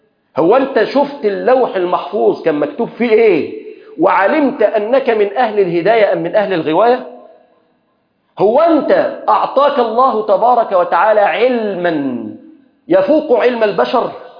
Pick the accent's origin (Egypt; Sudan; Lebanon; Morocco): Egypt; اللهم احفظ بلادنا مصر